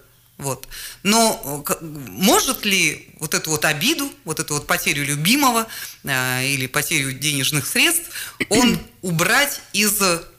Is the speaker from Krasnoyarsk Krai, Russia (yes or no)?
yes; Krasnoyarsk, Krasnoyarsk Krai, Russia; born there; я родилась в Красноярске, в Черемушках